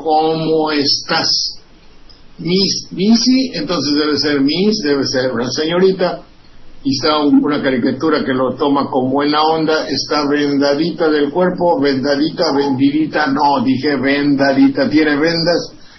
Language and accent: Spanish; Xalapa, Veracruz, Mexico; lamento muchísimo que sea de mi pueblo, de Jalapa